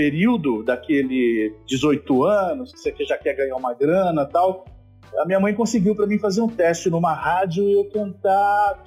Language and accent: Portuguese; Ribeirão Preto, São Paulo, Brazil; na minha adolescência em Ribeirão Preto, que eu sou de lá, né?